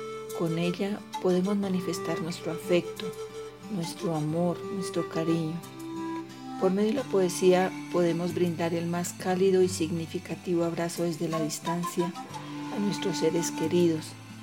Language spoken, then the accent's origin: Spanish; La Calera, Cundinamarca, Colombia; soy de La Calera